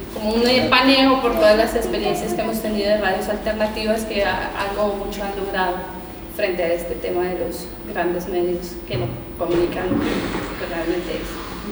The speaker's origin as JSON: {"language": "Spanish", "country": "Colombia", "said": "Somos cuatro panelistas colombianos"}